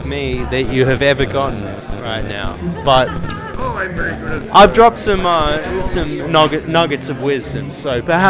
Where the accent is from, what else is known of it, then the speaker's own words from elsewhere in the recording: Melbourne, Victoria, Australia; So, I came over from Melbourne, Australia, and I'm just drunk in a club right now in Amsterdam.